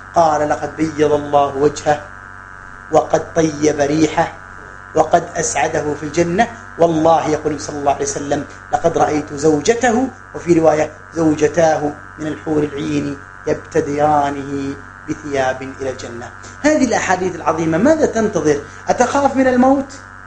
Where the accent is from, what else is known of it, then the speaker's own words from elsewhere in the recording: Mecca, Makkah Province, Saudi Arabia; ما أتينا نحن من مكة وأتى غيرنا من كذا وكذا